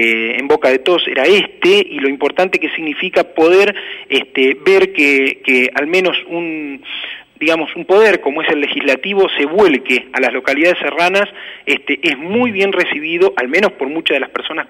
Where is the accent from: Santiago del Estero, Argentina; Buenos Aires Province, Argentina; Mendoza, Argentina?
Buenos Aires Province, Argentina; Loma Negra; yo soy nacido y criado en Loma Negra, viví 22 años